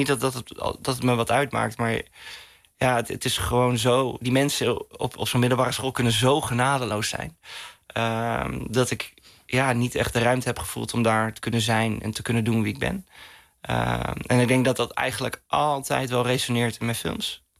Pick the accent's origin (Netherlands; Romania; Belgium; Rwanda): Netherlands; Veendam, Groningen; En ja, in Veendam, waar ik opgroeide, ja, er was toch weinig ruimte om een beetje buiten de pas te lopen.